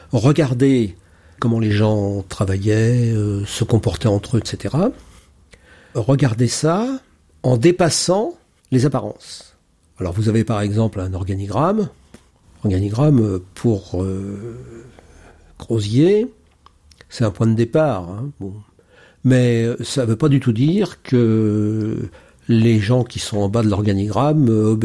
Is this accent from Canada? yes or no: no; Paris, Île-de-France, France; je suis parisien.